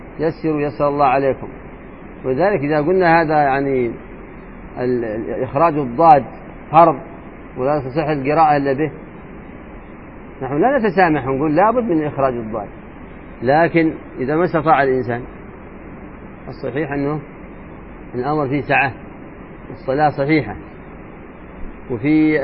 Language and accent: Arabic; Hadhramaut, Yemen; الأشياء صعبة عندنا في حضرموت